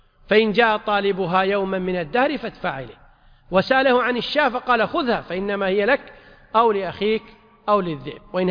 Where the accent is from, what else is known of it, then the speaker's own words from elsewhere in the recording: Kuwait; وعندنا في الكويت